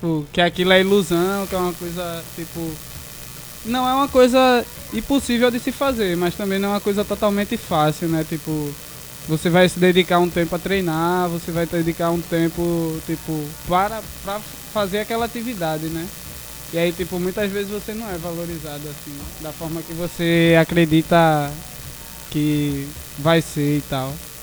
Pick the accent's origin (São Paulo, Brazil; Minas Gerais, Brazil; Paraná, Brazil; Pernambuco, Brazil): Pernambuco, Brazil; Camaragibe; sou malabarista também, trabalho na rua, sou de Camaragibe